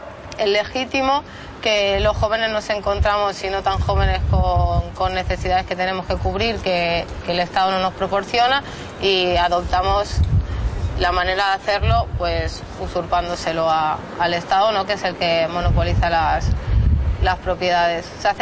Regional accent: L'Hospitalet de Llobregat, Catalonia, Spain; de Hospitalet, que es una ciudad tocando con Barcelona.

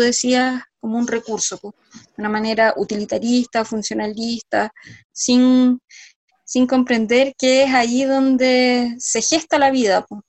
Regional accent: San Felipe, Valparaíso, Chile; la comuna exactamente al lado de San Felipe del Valle de la Aconcagua, de donde yo soy

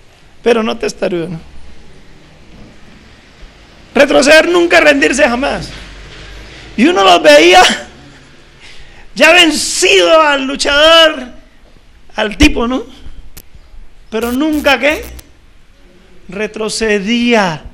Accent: Colombia; Y nosotros como somos colombianos y nos hemos acostumbrado a ese lenguaje así, un poco golpeadito.

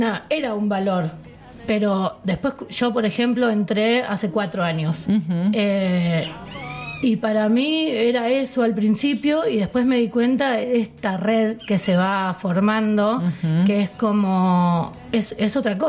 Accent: Rosario, Santa Fe, Argentina; Claro, somos de Rosario

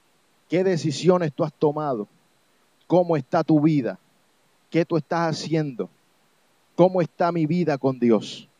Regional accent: Puerto Rico; yo soy de Puerto Rico, yo he vivido mucho tiempo en Puerto Rico y la mayor parte de mi vida yo me crié allá.

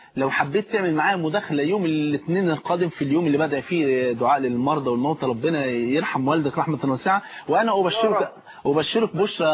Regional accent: Egypt; عندنا في مصر يقول لك ثلاث سنين وتبقى زي الفل.

